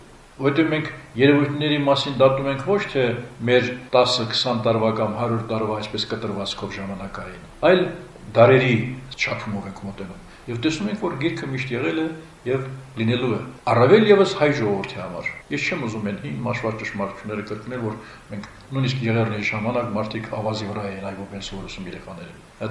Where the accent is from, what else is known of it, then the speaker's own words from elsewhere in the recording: Nagorno-Karabakh, Azerbaijan; առավել ևս ես որպես արցախցի խոսեմ նաև Արցախի այսպես պահով